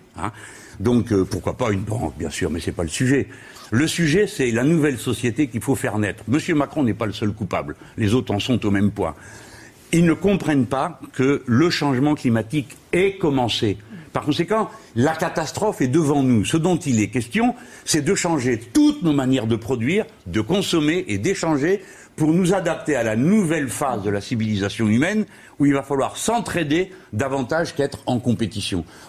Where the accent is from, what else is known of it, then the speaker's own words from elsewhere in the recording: France; En tant que Français, notre conception du monde, notre vision des choses, nous pouvons les mettre sur la table.